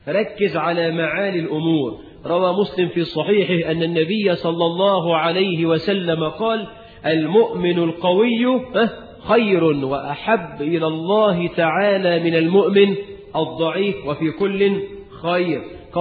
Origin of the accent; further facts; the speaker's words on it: Egypt; وزي ما احنا كمصريين تقول لواحد ايدك معايا